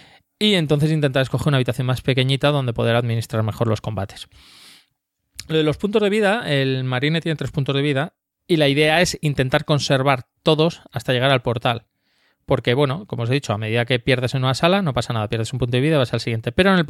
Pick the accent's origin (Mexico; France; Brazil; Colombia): France; yo soy francés